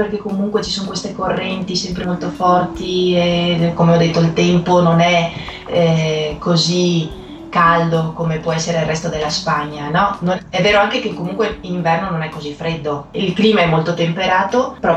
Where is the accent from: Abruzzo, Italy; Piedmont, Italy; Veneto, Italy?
Veneto, Italy; Vicenza; Sono nata nella provincia di Venezia e sono cresciuta a Vicenza.